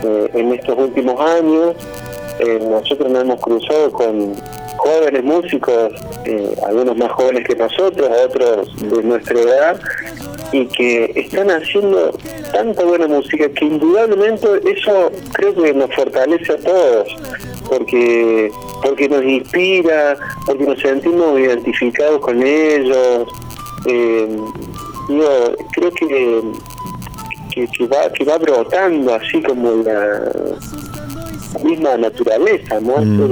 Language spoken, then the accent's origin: Spanish; Córdoba, Argentina; pertenecen ya al imaginario colectivo y a la sensibilidad une como cordobeses o como argentinos